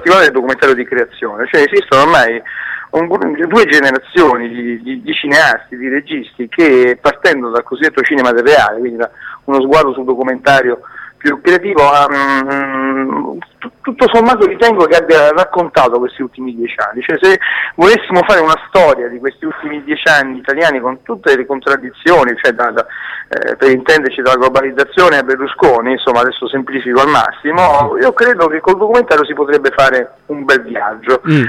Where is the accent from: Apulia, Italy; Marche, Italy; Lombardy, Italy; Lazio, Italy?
Lazio, Italy; tornando ancora una volta nella mia terra, che è quella Pontina, sebbene io sia di origine napoletana